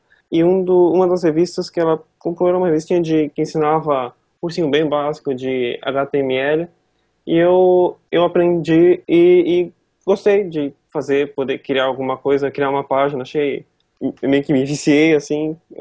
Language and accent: Portuguese; Joinville, Santa Catarina, Brazil; eu sou de Joinville, né, eu tô aqui agora, eu nasci aqui